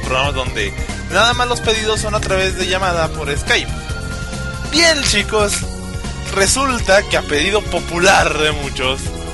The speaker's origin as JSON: {"language": "Spanish", "country": "Mexico", "said": "viene como que somos de México."}